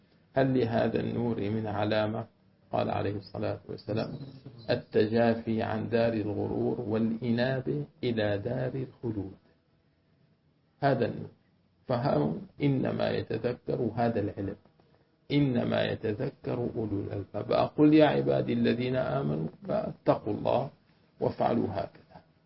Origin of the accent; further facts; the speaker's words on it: Syria; أنا سورية سورية بعضي سورية سورية لأنه سورية